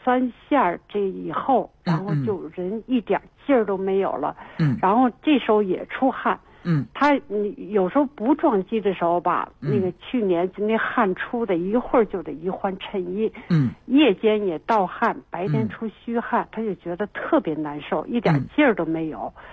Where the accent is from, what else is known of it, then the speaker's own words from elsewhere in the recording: Beijing, China; 我们是北京人